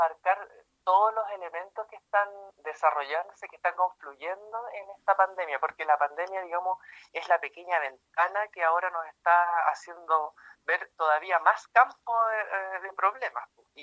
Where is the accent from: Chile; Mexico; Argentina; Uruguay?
Chile; Iquique, Tarapacá; aparte que yo soy de Iquique, ya llevo bastantes meses sin visitar a mi familia